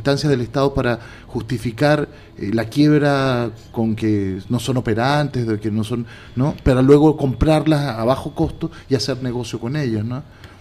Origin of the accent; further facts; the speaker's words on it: Chile; De hecho, uno de los lugares de donde yo vengo es Chile